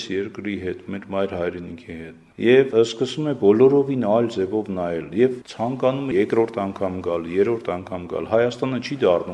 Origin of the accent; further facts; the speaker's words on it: Georgia; Ես ծնվել եմ Վրաստանում եւ գնացել եմ Վրաստանում հայկական դպրոց, ավարտել եմ այդ դպրոց